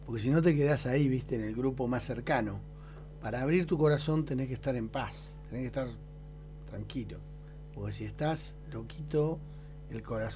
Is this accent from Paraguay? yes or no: no; Argentina; Si somos Argentina, somos un país riquísimo.